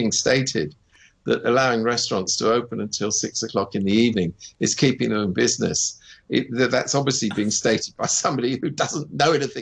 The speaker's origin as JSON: {"language": "English", "country": "United Kingdom", "said": "I speak as a Brit, so I know what I speak."}